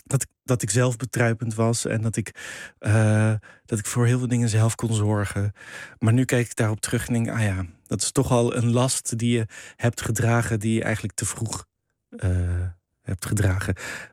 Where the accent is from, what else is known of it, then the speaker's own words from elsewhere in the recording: The Hague, South Holland, Netherlands; We zijn vrij vroeg verhuisd. Dus ik ben in de Schilderswijk geboren, maar daarna in het oude centrum van Den Haag opgegroeid. En in Voorburg, zo'n buitenwijk in Den Haag op school gezeten.